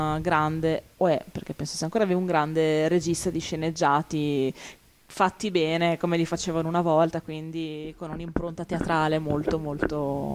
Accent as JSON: {"language": "Italian", "town": "Ferrara", "region": "Emilia-Romagna", "country": "Italy", "said": "io essendo ferrarese"}